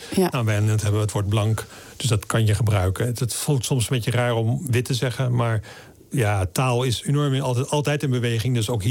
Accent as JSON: {"language": "Dutch", "town": "Middelburg", "region": "Zeeland", "country": "Netherlands", "tie": "born or raised there", "also_born_or_lived": "Vlissingen", "said": "Ik ben geboren in Vlissingen, in Zeeland. Ik ging naar school in Middelburg. Dat was een christelijke school."}